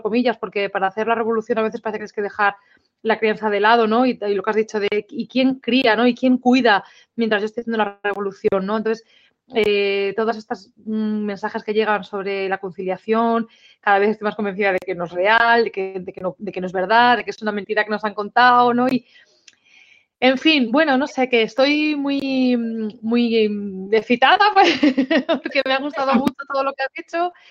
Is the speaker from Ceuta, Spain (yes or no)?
no; Seville, Andalusia, Spain; soy de Sevilla.